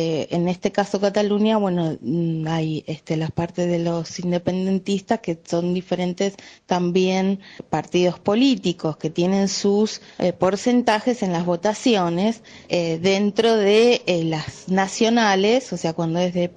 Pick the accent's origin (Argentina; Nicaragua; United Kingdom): Argentina; argentina y nieta de republicanos